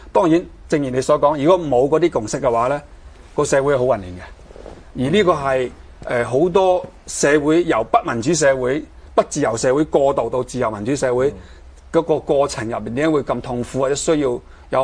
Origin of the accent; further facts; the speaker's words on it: Hong Kong; 香港人過去咁多年以嚟，我哋最珍惜嘅一啲嘅價值係啲咩